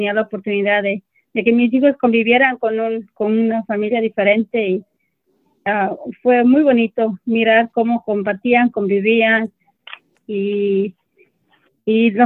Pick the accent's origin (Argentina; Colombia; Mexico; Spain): Mexico; now in United States; Nosotras como mexicanas somos muy cariñosas